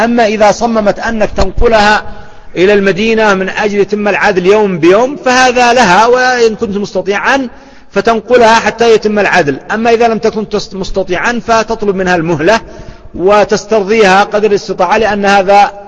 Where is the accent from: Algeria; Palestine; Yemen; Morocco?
Yemen; وهذا موجود عندنا في اليمن